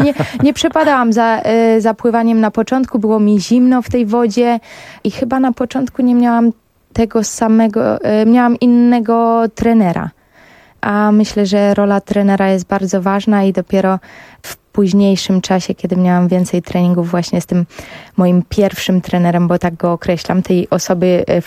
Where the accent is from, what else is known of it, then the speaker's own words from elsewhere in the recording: Bydgoszcz, Kuyavian-Pomeranian Voivodeship, Poland; warunki pogodowe i ukształtowanie terenu tam, gdzie obecnie mieszkam, są zdecydowanie lepsze niż w Bydgoszczy, skąd pochodzę.